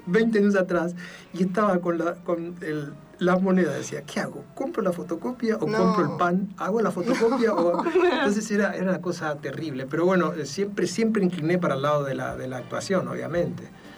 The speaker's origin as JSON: {"language": "Spanish", "town": "Palo Santo", "region": "Formosa", "country": "Argentina", "tie": "born or raised there", "said": "en el monte formoseño donde yo nací, en una localidad que se llama Palo Santo, cuando era chiquito era muy común escuchar los radioteatros o la película que llegaba al pueblo"}